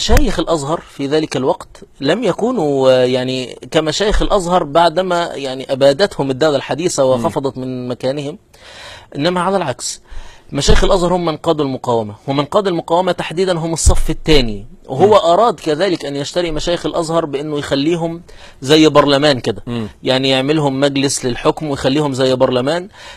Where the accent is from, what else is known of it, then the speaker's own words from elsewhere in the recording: Qena Governorate, Egypt; انا مثلا نشأت في محافظة قنا واعرف ان العيد القومي 3 مارس